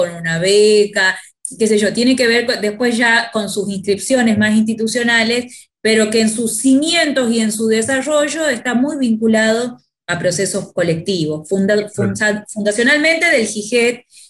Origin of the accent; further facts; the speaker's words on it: Tucumán, Argentina; now in Buenos Aires, Argentina; Yo soy tucumana, había venido a estudiar sociología a Buenos Aires y estaba en los primeros años de la carrera, tenía 23, 24 años.